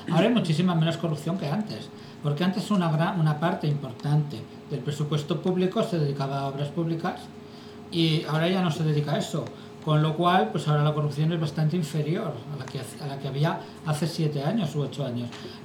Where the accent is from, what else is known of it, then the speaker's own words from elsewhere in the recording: Zaragoza, Aragon, Spain; born there; Yo nací en Zaragoza.